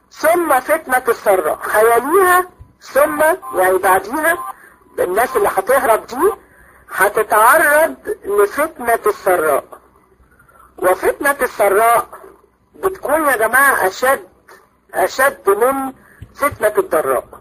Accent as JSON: {"language": "Arabic", "country": "Egypt", "said": "عندنا في مصر"}